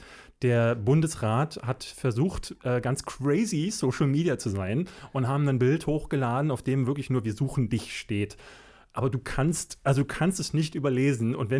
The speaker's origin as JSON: {"language": "German", "region": "Berlin", "country": "Germany", "tie": "born or raised there", "said": "ich bin in Berlin-Marzahn groß geworden. Und Berlin-Marzahn ist in der Zeit, also in den 80er Jahren, Anfang der 80er, ich bin ja 81 geboren, gerade erst gebaut worden. Also die ganzen Außenbezirke Berlins, gerade in den Osten hinein."}